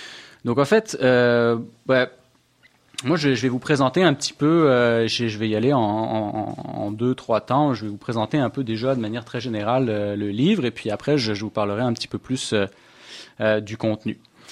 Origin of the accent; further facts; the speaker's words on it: France; now in Canada; Je suis français aussi. Je suis nouvel arrivant en fait au Québec. Ça fait pas très très longtemps que je suis là